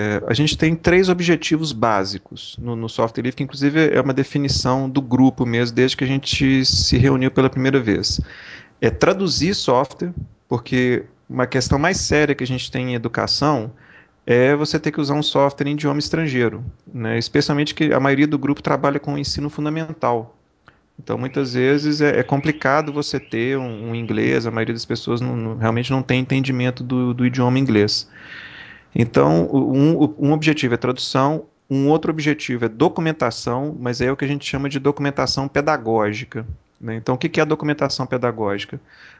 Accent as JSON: {"language": "Portuguese", "country": "Brazil", "said": "sou aquela história, né, sou brasileiro, não desisto nunca, né, sou absurdo, na verdade, não desisto nunca."}